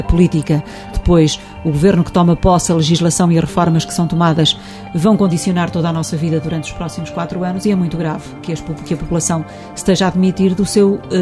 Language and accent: Portuguese; Portugal; Neste caso, nós somos portugueses.